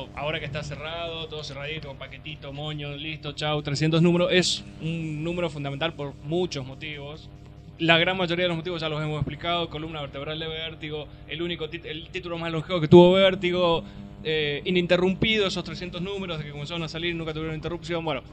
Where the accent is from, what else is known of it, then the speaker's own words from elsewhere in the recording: Argentina; nosotros como escuchas argentinos la deberíamos amar.